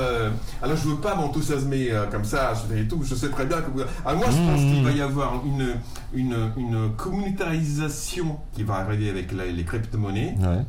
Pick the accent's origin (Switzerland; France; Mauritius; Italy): Italy; Calabria; alors moi je viens d'une région d'Europe dans laquelle il y a une des mafias les plus puissantes, ça s'appelle la Drangheta, c'est la Calabre.